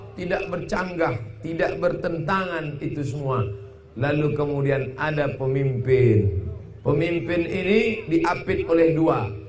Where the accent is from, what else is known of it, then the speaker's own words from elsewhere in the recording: Langgam, Riau, Indonesia; Begitu adat istiadat kami orang Langgam Kabupaten Pelalawan